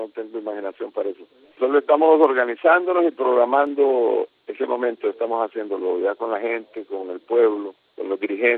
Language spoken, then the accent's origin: Spanish; Honduras; No puedo renunciar al hecho de ser hondureño